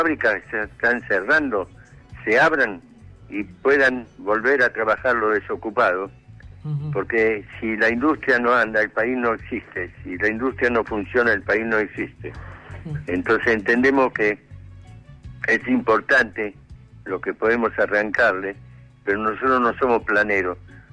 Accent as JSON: {"language": "Spanish", "region": "Buenos Aires", "country": "Argentina", "said": "Yo soy de la zona donde la Villa 20, de Lugano, de Soldati, Lugano, Bajo Flores."}